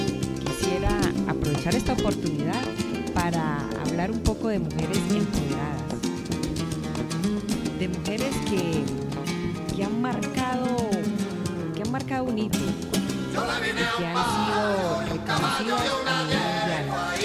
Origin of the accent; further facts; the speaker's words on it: Villa del Rosario, Norte de Santander, Colombia; now in Asturias, Spain; como mujer colombiana viviendo en Asturias, he experimentado cómo el feminismo conecta con su en Villa del Rosario, mi tierra natal